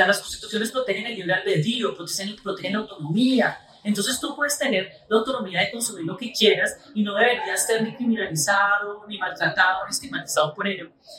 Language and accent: Spanish; Colombia; moved away as an adult; now in Brazil; luego me voy a vivir a Brasil. Tuve que salir de Colombia por situación de seguridad, por mi trabajo en derechos humanos.